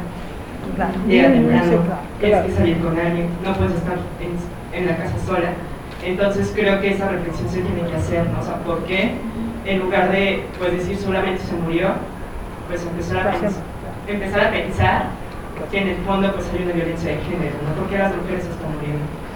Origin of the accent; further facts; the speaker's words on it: State of Mexico, Mexico; yo soy del Estado de México, vivo en un pueblo de Lerma